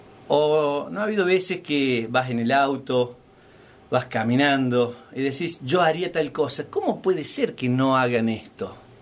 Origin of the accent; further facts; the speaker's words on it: Villa Dolores, Córdoba, Argentina; now in Los Hornillos, Argentina; Yo soy oriundo de Tras la Sierra, soy de Villa Dolores, nacido y criado aquí en Tras la Sierra